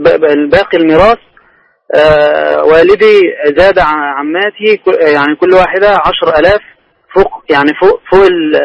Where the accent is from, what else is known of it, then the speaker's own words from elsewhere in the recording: Egypt; now in Jazan, Saudi Arabia; أنا من مصر مغترب